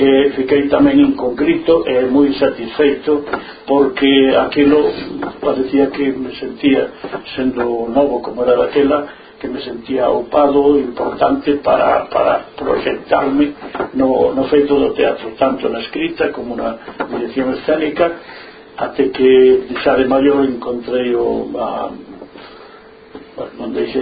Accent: Galicia, Spain; Como somos galegos

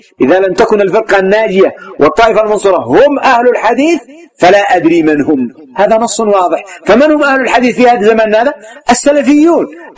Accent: Yemen; هذا يسمى الغرب عندنا في اليمن.

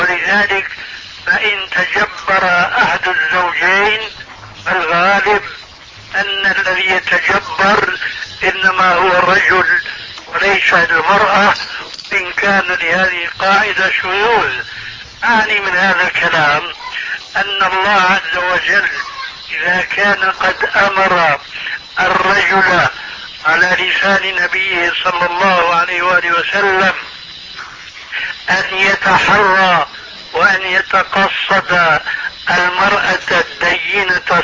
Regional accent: Syria; كما يقولون عندنا في سوريا بالسريج والفتيل

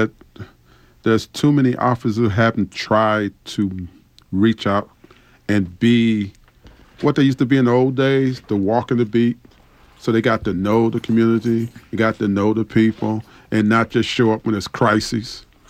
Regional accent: Detroit, Michigan, United States; You know, I grew up in Detroit when Coleman Young became mayor.

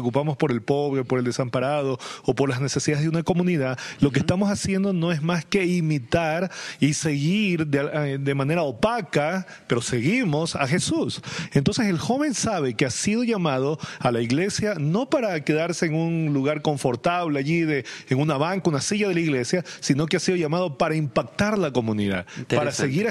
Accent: Ecuador; moved away as an adult; now in Bolivia; Yo soy ecuatoriano. Y estoy trabajando aquí en Bolivia hace ya 4 años. Este es mi 4º año acá

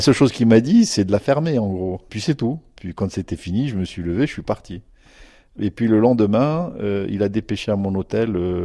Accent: Morocco; moved away as an adult; j'ai quitté le Maroc à l'âge de 20 ans.

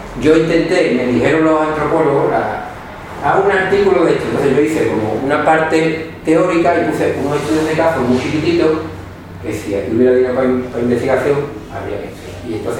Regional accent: La Zarza, Extremadura, Spain; Bueno, creo que desde mi pueblo, se llama La Zarza

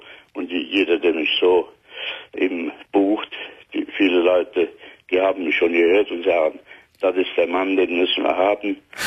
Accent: Cologne, North Rhine-Westphalia, Germany; born or raised there; also born or lived in Euskirchen

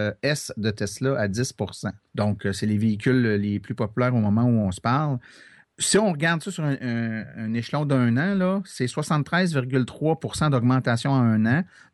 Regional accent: Quebec, Canada; des véhicules électriques du Canada qui sont ici, chez nous, au Québec

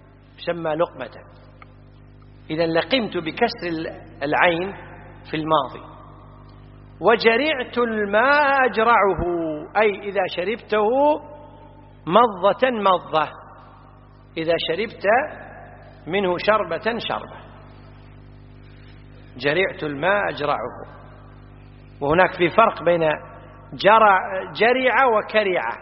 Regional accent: Kuwait; احنا عندنا في الكويت يقولون بلعت

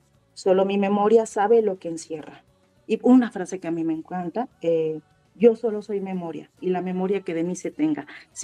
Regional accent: Iguala, Guerrero, Mexico; Soy de Iguala y quedé encantada, dije, es mi pueblo, ¿no?

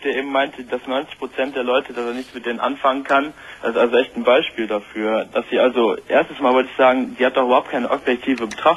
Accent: Solingen, North Rhine-Westphalia, Germany; ich komme jetzt aus Solingen

